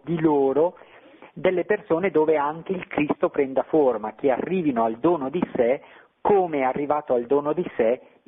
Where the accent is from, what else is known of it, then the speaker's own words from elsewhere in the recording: Bergamo, Lombardy, Italy; sei mio conterraneo, anch'io sono di Bergamo